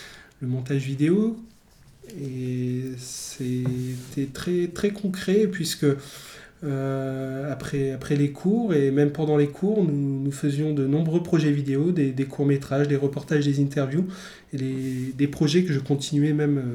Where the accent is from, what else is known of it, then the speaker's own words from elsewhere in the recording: Douai, Hauts-de-France, France; also born or lived in Amiens; Je suis né en Nord-Pas-de-Calais, Picardie, et plus précisément à Douai. Donc j'ai bien connu toute cette nature que j'adorais dans le nord.